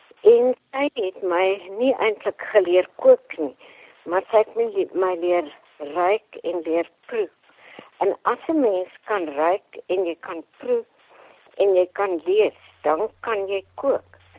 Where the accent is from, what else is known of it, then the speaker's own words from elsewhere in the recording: Transvaal, South Africa; also born or lived in Beaufort West; ek is in Beaufort West gebore, en my pa is vroeg dood, en toe het ons so 10 jaar uit is Transvaal toe getrek, waar my oupa, my ma se pa, dit 'n melkplaas gehad het. En ek het basies op daai melkplaas net buitekant Germiston groot geword.